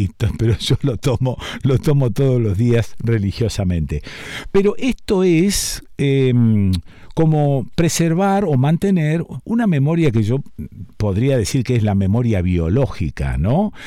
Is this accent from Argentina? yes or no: yes; Argentina; Y esto me lleva derecho viejo a pensarnos como argentinos, ya no sé si sudamericanos o qué, pero como argentinos, perdemos la memoria con una facilidad extraordinaria